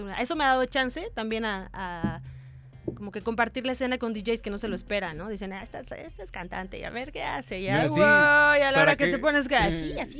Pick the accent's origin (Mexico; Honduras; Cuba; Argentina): Mexico; Yo crecí aquí en México